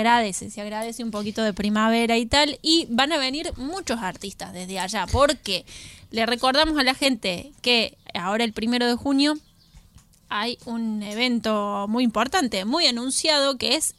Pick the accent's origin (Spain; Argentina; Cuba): Argentina; Córdoba; Que soy de Córdoba capital.